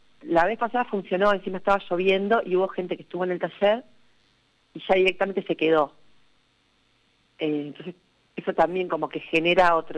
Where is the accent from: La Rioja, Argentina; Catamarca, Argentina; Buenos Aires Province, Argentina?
Buenos Aires Province, Argentina; San Martín; estamos entre medio del limbo entre que somos de San Martín y somos de la provincia